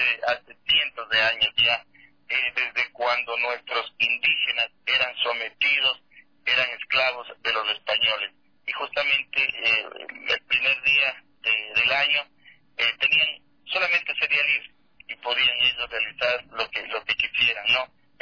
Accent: Ecuador; Es decir, que debemos conocer primero lo nuestro para decir somos ecuatorianos orgullosamente.

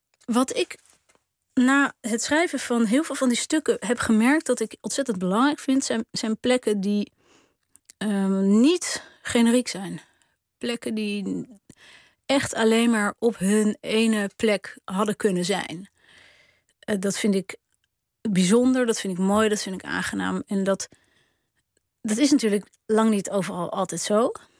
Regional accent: Haarlem, North Holland, Netherlands; born there; Ik ben geboren in Haarlem. Ik heb toen een uitstapje in Frankrijk gemaakt. Een paar maanden. En toen in Delft.

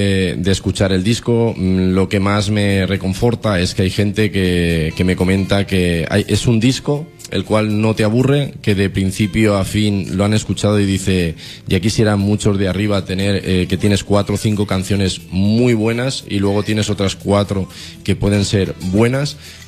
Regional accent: Valencia, Valencian Community, Spain; born there; Bueno, pues mira, nací aquí en Valencia, de una familia humilde y de padres carniceros

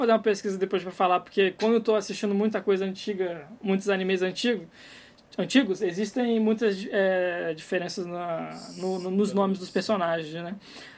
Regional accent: Rio de Janeiro, Brazil; Eu sou fluminense.

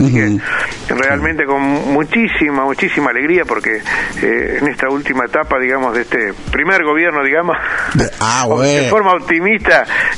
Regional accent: Alvear, Argentina; Yo, cuando era chico, en Alvear corríamos atrás del regador, nos mojábamos con la bicicleta, viste, cuando éramos pibes.

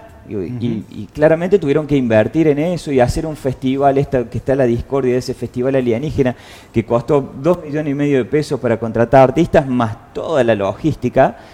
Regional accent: Capilla del Monte, Córdoba, Argentina; yo vengo de Capilla del Monte, es la anteúltima localidad de Punilla

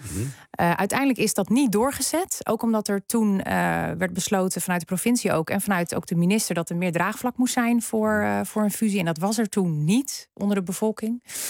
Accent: Kortenhoef, North Holland, Netherlands; Ja, nou sterker nog, ik kom uit Kortehoef oorspronkelijk, geboren en getogen.

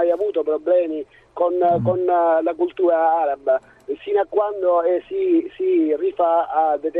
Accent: Sicily, Italy; Però noi da siciliani sinceramente non la vediamo in una maniera diversa

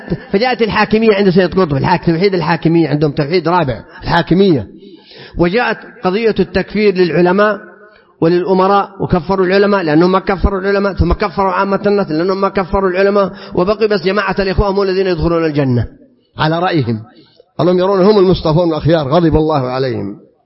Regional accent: Saudi Arabia; احنا أمة سعودية مسلمة

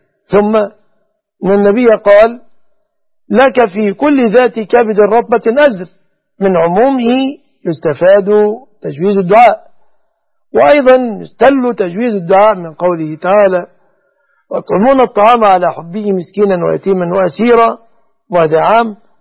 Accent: Egypt; أن يجعل بلادنا مصر وسائر بلاد المسلمين آمنة مطمئنة من كل مكروه ومن كل سوء

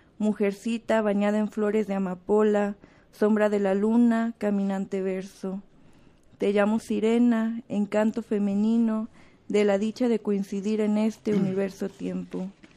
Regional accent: Mexico; now in Guadalajara, Mexico; somos 10 mujeres mexicanas, igual que residimos en Guadalajara.

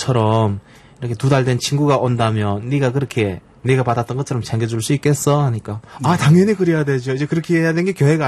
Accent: North Korea; 저를 포함해 그 우리 그 북한에서 온 영혼 그 친구들이

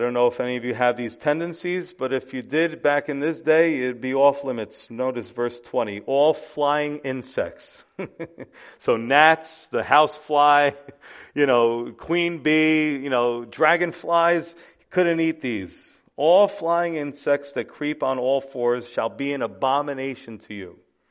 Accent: New York City, New York, United States; We had a lot of those in the Bronx when I lived there. No offense, we love our Bronx people. We're from the Bronx

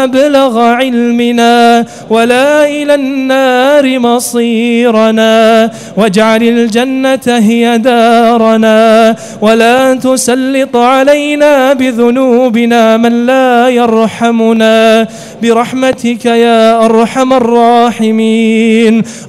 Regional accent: Kuwait; اللهم اجعل بلدنا الكويت آمنة مطمئنة

